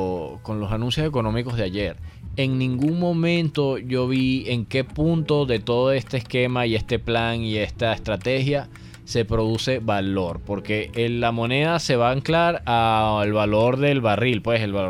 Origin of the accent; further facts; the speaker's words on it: Venezuela; nuestra conversación como venezolanos siempre se ha circunscrito como a las mismas 3 temas